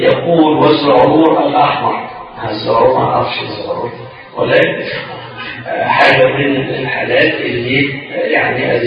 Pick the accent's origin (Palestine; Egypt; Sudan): Egypt; لان مش الغدا عندنا احنا او كمصريين الغدا وقت الظهر